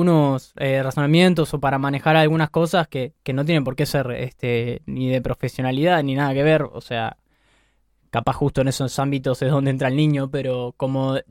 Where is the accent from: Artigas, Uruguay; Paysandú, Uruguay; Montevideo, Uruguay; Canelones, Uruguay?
Montevideo, Uruguay; yo de acá, Montevideo, nací por... De chico era de ahí, por Tres Cruces, vivía al lado del túnel. Y desde los 7 años que estoy viviendo por Villa Dolores, ahí el zoológico.